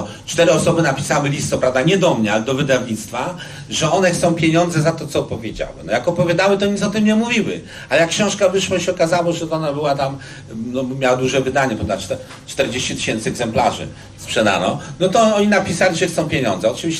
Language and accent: Polish; Łódź, Łódź Voivodeship, Poland; tak mnie wychowali, ja pochodzę z takiej rodziny. Coraz bardziej widzę, że to moje Mielczarskiego w Łodzi, to jest taka dzielnica blisko Bałt, jak Praga tutaj, ale ona była strasznie moralna.